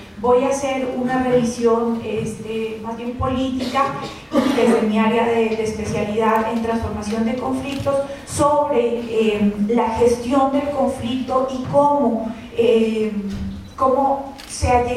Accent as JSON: {"language": "Spanish", "country": "Colombia", "said": "desde mi posición como colombiana y como estudiosa sobre construcción de paz"}